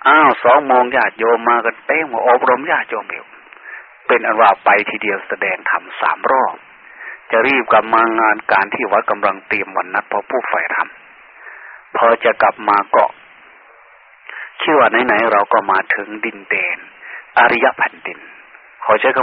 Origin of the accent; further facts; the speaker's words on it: Sakon Nakhon, Thailand; born there; เราเกิดมาในภาคอีสานเกิดมาโดยเลือดเนื้อเชื้อไขที่เมืองสกลนครเนี่ยอยู่ใกล้ๆแค่นี้